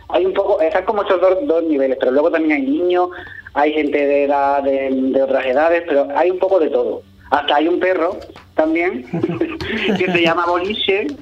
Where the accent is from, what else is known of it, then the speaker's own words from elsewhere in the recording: Ubrique, Andalusia, Spain; cuando yo era pequeño me lo imaginaba y a mí me encanta dibujar Ubrique